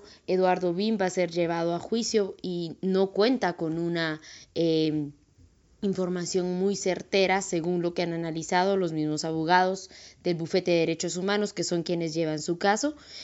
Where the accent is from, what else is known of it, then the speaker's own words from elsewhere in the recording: Guatemala; de Guatemala